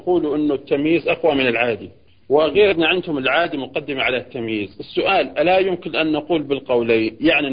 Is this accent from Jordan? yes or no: yes; Jordan; وعندنا في الأردن المساجد بيكون أسفلها من تحت بيكون في دورات مياه